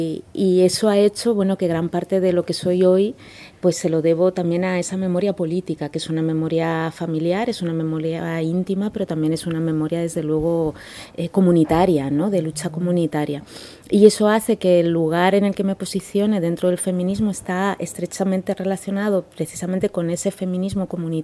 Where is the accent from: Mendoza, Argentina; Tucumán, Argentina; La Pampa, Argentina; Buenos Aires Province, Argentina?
Tucumán, Argentina; Vengo de la provincia más pequeña de Argentina, que es, si bien es una provincia muy pequeña